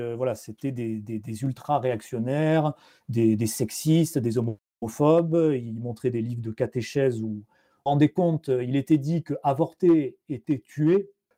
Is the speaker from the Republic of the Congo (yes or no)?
no; France; En tant que Français, tu pouvais dire